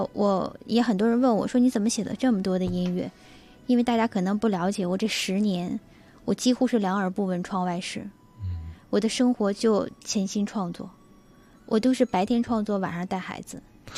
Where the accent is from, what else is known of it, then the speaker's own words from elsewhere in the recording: Changchun, Jilin, China; 我是长春人